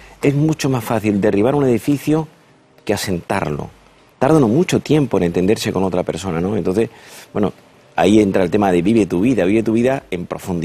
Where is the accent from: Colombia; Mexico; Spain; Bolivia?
Spain; Andalusia; Yo soy andaluz y cuando era pequeño, mi padre era psiquiatra